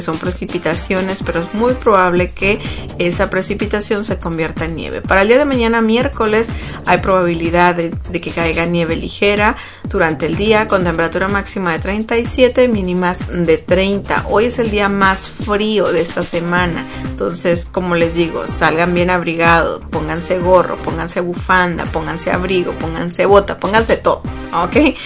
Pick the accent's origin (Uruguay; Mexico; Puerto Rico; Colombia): Mexico; Sonora; En la frontera con México, de donde yo soy, de Sonora